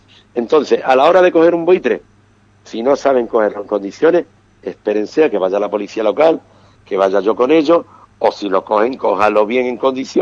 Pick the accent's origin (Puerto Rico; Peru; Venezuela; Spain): Spain; Ubrique, Andalusia; mi pueblo, el pueblo de Ubrique